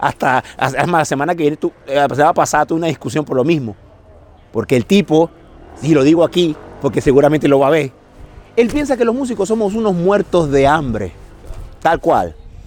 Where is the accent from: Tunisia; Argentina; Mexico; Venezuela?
Venezuela; Caracas, Capital District; moved away as an adult; now in Barcelona, Spain; soy de Venezuela, de Caracas, de un barrio que se llama Caricuao, y vivo aquí en Barcelona desde el año 2002.